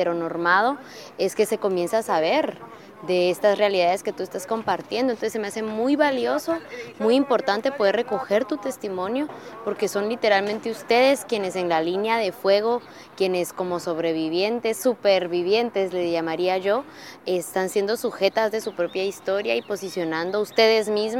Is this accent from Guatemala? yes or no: yes; Guatemala; de Guatemala